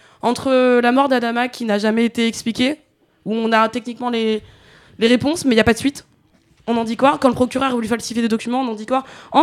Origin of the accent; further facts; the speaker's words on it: Chad; Bah, vous savez, moi, je viens du Tchad.